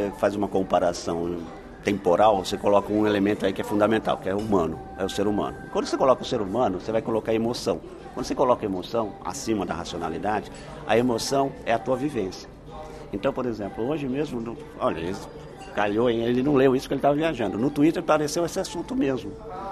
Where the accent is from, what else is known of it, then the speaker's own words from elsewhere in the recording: São Paulo, Brazil; nasci e fui criado aqui em São Paulo, tá, pessoal? Só para saber. Então, minha vida foi aqui. Sou um urbanoide. Desse lado. A família toda do interior, então eu sempre ia pro interior. Então, eu sou caipira, urbanoide.